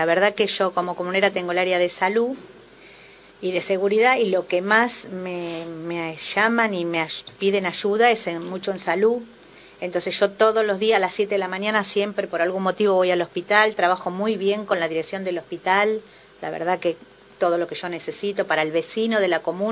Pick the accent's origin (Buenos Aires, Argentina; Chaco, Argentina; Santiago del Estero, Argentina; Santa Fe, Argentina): Buenos Aires, Argentina; Yo nací acá en Emilio Castro y Cosquín, en un pasaje, el pasaje Finlandia. Y me conoce todo el barrio, porque yo me crié acá en el barrio